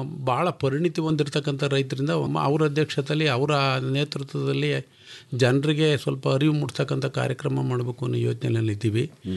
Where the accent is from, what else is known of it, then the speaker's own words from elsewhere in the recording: Bidrahalli, Karnataka, India; Sir, ನಾವು ಕಿಕ್ಕೇರಿ ಪಕ್ಕ ಬಿದ್ರಳ್ಳಿಯವರು. ನಾನು ಒಬ್ಬ ಕೃಷಿಕ.